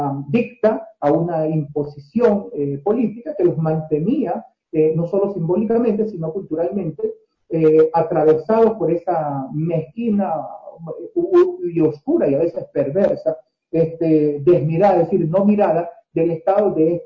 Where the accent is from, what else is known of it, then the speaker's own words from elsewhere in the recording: Guayaquil, Guayas, Ecuador; born there; Nací en Guayaquil y soy igual un producto, proceso y resultado mestizo.